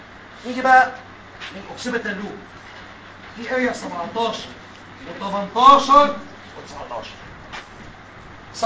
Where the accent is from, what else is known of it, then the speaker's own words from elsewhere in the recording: Egypt; عندنا في مصر ايه اللي بيحصل؟